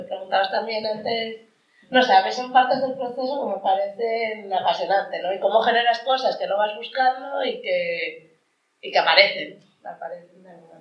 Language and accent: Spanish; Arriondas, Asturias, Spain; un personaje de mi infancia en Arriondas